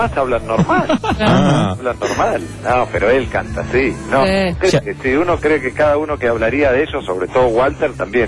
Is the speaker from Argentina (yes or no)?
yes; Buenos Aires, Argentina; born there; Nací en Belgrano R.